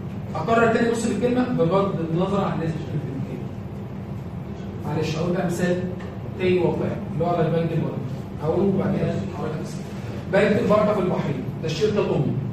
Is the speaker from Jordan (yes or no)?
no; Egypt; بالنسبة لي أنا كمصرية